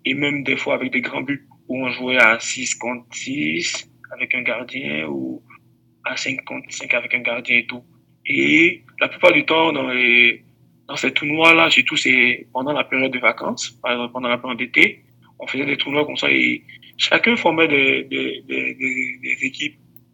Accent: Abidjan, Côte d’Ivoire; comme vous avez demandé, je viens de la ville d'Abidjan. Je viens d'Abidjan.

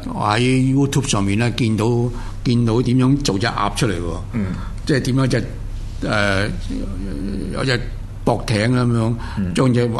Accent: Hong Kong; 咁我哋香港人消費能力低啊，一比較大陸人真係哇

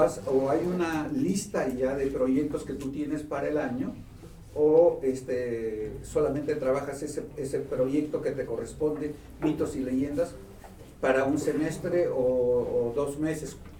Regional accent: Peru; En mi país, en el Perú, hay también el tema de trabajar por proyectos y no por asignaturas.

